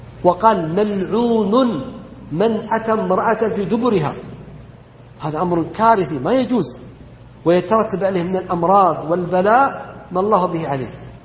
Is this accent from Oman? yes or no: no; Saudi Arabia; وإما يذكر فيحمد أن بلدنا المملكة العربية السعودية أنها ردت ذلك